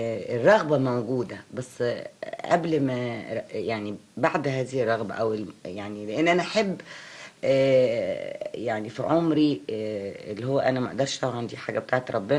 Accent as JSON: {"language": "Arabic", "country": "Egypt", "said": "فأنا مواطنة مصرية أولا وأخيرا"}